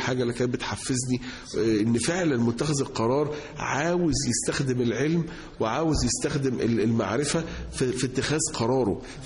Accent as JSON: {"language": "Arabic", "country": "Egypt", "tie": "born or raised there", "moved": "as an adult", "lives_now": "United States", "said": "انا اتربيت هنا في مصر، انا طالع من مصر وانا عندي 22 سنه او 21 سنه، فانا عشت 20 سنه من عمري في مصر، وبقيت بقى اكتر من 25 سنه يعني عايش بره في امريكا، ولكن يعني الجذور المصريه او الروتس المصريه ما زالت موجوده"}